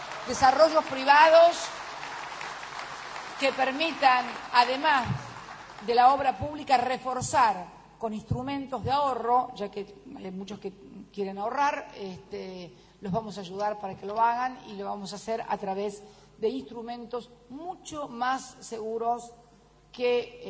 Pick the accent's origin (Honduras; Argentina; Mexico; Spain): Spain; Galicia; yo soy gallega